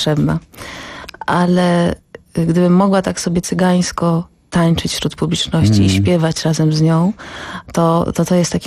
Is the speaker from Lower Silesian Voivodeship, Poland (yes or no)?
no; Działdowo, Warmian-Masurian Voivodeship, Poland; now in Warsaw, Poland; teraz jestem z Warszawy. Pochodzę z Działdowa i tam spędziłam pierwszą część, można powiedzieć, dotychczasowego życia. A Warszawa już teraz przekracza ten czas, który spędziłam w Działdowie.